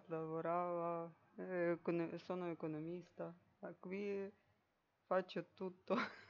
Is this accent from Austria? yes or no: no; Ukraine; Italian is a second language; moved away as an adult; now in Rome, Italy; sono ucraina.